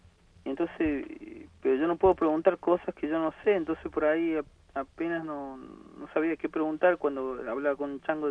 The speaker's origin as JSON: {"language": "Spanish", "region": "Córdoba", "country": "Argentina", "said": "soy comunicador, soy de Córdoba"}